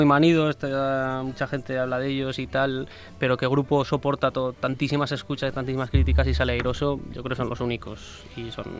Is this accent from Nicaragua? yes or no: no; Huesca, Aragon, Spain; also born or lived in Zaragoza; de muy pequeño, vamos, con un año así ya me fui a Huesca y soy, me siento bastante ostense, la verdad.